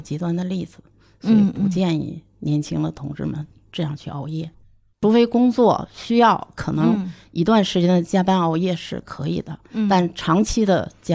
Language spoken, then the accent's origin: Chinese; China; 但是不符合我们中国人的体质